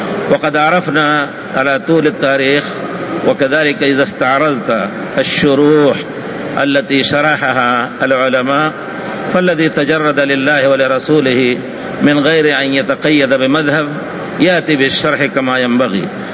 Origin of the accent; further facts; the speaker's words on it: India; وأنا من أبناء الهند بفضل الله تعالى، ودرست والحمد لله من أبناء أهل الحديث بفضل الله تعالى، درست السنة في مدارس السنة